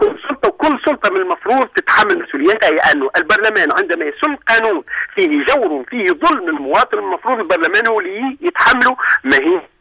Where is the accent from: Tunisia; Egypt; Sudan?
Tunisia; احنا عندنا في تونس